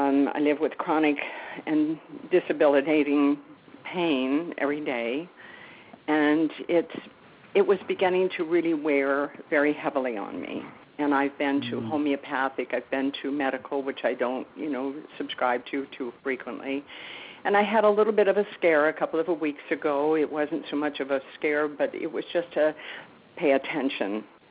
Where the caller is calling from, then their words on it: Winston-Salem, North Carolina, United States; I'm here from Winston-Salem, North Carolina.